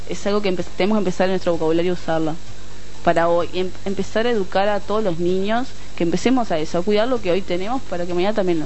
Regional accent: Rocha, Uruguay; yo soy de Rocha a Rocha

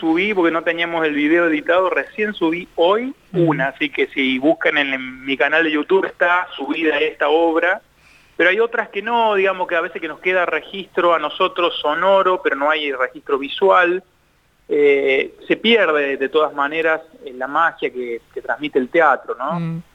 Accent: James Craik, Córdoba, Argentina; viví muchos años de mi vida en Córdoba. Soy de ahí, soy del interior de Córdoba, de un pueblo que se llama James Cray, cerquita de Villa María.

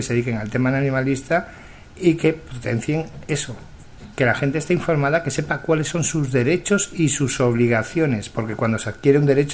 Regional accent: Catalonia, Spain; Yo soy del Mediterráneo, yo soy más de la parte de José Luis, soy de Tarragona, de un pueblecito de Tarragona, nací en el Hospital del Mar.

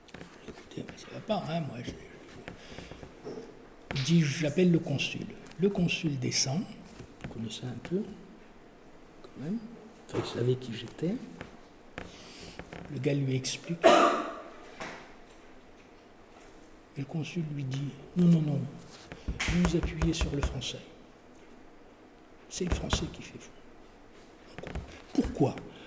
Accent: France; born there; Il se trouve que je suis né en France, et donc j'ai été déclaré à l'état civil en France, et comme beaucoup de Kabyles

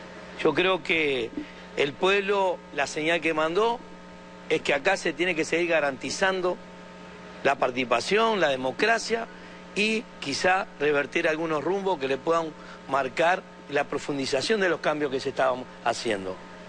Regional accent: Uruguay; Porque los compañeros que venimos de Uruguay nos sentimos reconfortados

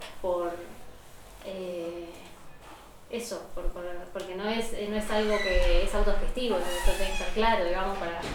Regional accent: Mendoza, Argentina; vengo de Mendoza, otra ciudad, visito a mi familia, discuto y vengo acá

